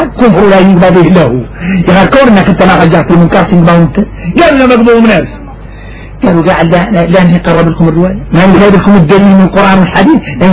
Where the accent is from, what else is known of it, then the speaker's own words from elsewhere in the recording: Mauritania; احنا موريتاني ايوه